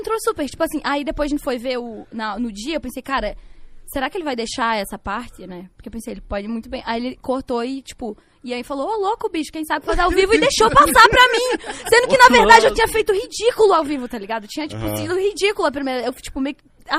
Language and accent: Portuguese; Tuparendi, Rio Grande do Sul, Brazil; Amo Tuparendi, vocês sabem que eu honro minha terra e tudo mais.